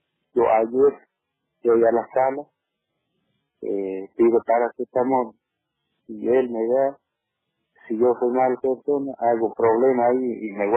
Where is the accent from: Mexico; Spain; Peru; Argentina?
Argentina; Misión Chaqueña, Salta; now in Misión Salín, Argentina; yo estoy aquí hace 10 años que estoy aquí en mi comunidad Misión Salín. Yo soy nacido, criado en Misión Chaqueña.